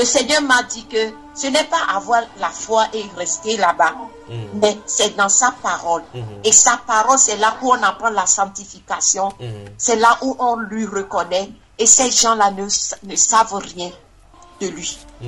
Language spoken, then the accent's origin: French; Togo; Et il m'a dit, oh, tu viens d'où? J'ai dit, je viens du Togo.